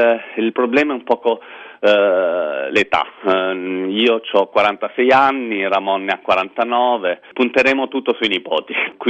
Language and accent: Italian; Calabria, Italy; now in Barcelona, Spain; Sono calabrese, vivo a Barcellona dal 98, sì, 15 anni